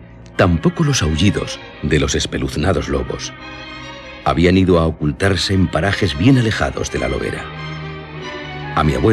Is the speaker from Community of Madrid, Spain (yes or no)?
no; Basque Country, Spain; Y yo soy de Álava